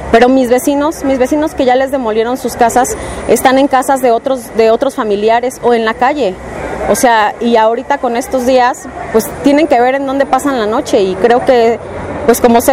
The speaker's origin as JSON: {"language": "Spanish", "town": "Tláhuac", "region": "Mexico City", "country": "Mexico", "said": "soy de la Colonia del Mar, pertenezco a Tláhuac"}